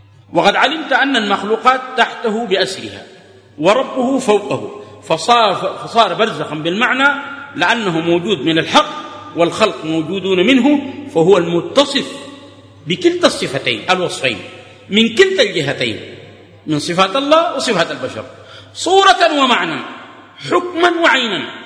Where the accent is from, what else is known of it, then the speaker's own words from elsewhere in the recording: Atbara, River Nile, Sudan; هناك عندنا في عطبرة داير مناظرة في العرش